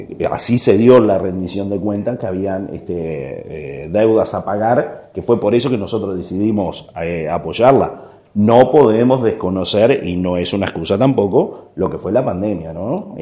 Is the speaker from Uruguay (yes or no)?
yes; Canelones, Uruguay; principalmente quienes somos de Canelones